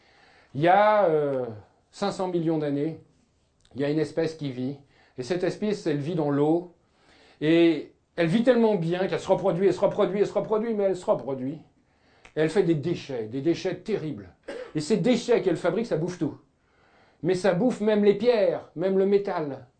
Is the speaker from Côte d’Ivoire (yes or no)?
no; France; Nous, on imagine en tant que Français moyen